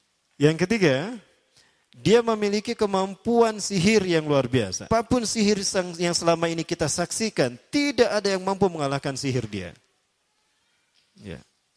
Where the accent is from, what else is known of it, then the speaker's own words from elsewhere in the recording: Bandung, West Java, Indonesia; born there; Kayak saya lahir di Bandung, Al-Bandungi.